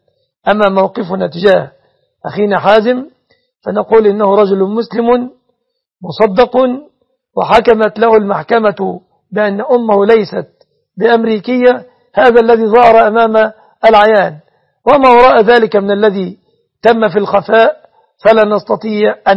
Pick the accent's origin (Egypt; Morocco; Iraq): Egypt; أسأل الله أن يحفظ بلادنا مصر آمنة مطمئنة